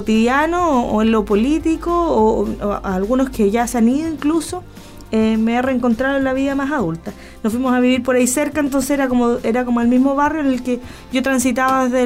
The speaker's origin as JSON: {"language": "Spanish", "town": "Valdivia", "region": "Los Ríos", "country": "Chile", "tie": "born or raised there", "said": "Valdiviana, así es. Nací y criada en Valdivia."}